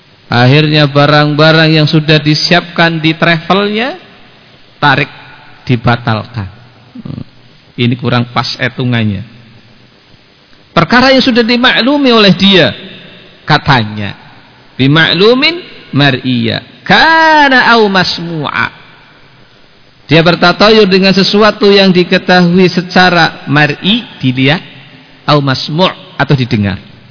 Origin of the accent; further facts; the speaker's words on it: Banyumas, Central Java, Indonesia; Sebagaimana sebagian orang di tempat kita, orang Banyumas itu apesnya konon hari Sabtu apa?